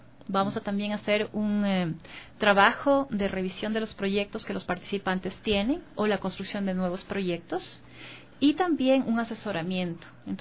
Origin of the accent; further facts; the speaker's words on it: Ecuador; algunas personas que venimos de acá del Ecuador